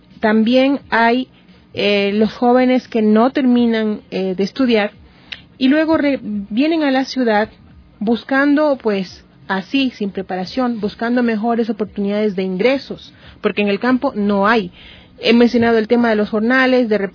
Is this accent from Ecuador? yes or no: yes; Esmeraldas, Ecuador; Yo vengo de la provincia de Esmeraldas, tenemos una crisis de agua